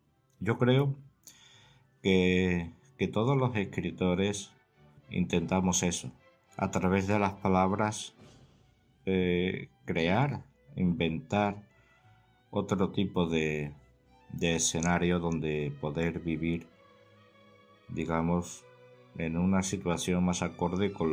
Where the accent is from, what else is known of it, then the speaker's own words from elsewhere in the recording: Carmona, Andalusia, Spain; de Carmona, una ciudad que se encuentra al sur de España.